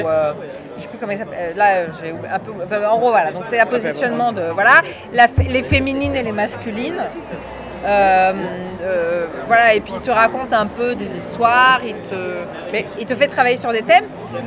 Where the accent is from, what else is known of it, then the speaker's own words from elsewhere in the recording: France; oui, je suis française